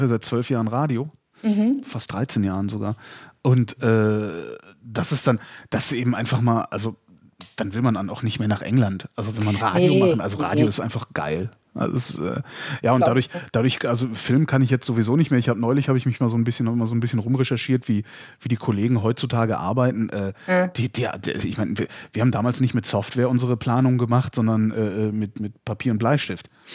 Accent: Germany; also ich bin halt an der Grenze aufgewachsen, also 80 Kilometer, ach, noch nicht mal 60 Kilometer von der holländischen Grenze entfernt

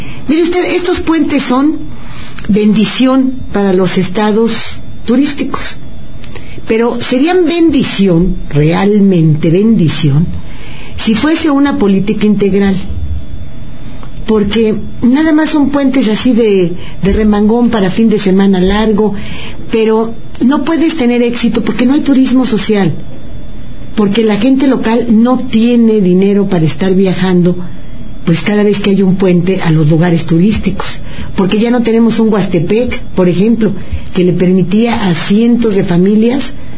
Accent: Mexico; los que no podemos vacacionar somos los mexicanos porque no tenemos dinero

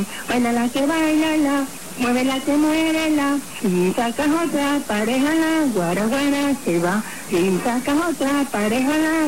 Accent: Anzoátegui, Venezuela; born there; Nací en la Tambuca de Ergantín, estado Anzoátegui.

